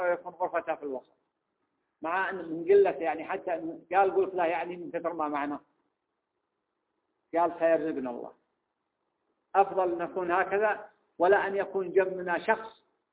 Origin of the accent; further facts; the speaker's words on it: Mecca, Makkah Province, Saudi Arabia; يعني المثال الآن اللي موجود مثلا عندنا في مكة